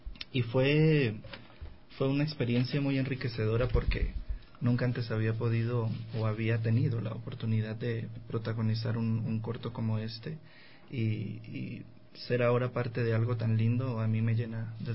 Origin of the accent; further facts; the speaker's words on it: Colombia; also born or lived in Putumayo / Ecuador; no tengo el acento y eso lo digo a todo el que me escucha porque nací en el Putumayo, pero me crié en muchas partes de Colombia y aquí en Ecuador también he estado como en tránsito.